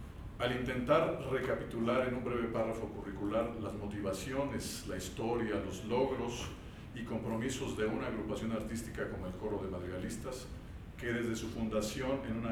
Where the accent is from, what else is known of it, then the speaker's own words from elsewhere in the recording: Morelia, Michoacán, Mexico; Muy temprano me inicié en la dirección en Morelia, que es de donde yo soy y donde estudié, en el Conservatorio de las Rosas.